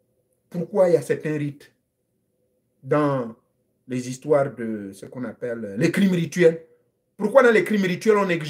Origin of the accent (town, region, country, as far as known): Gabon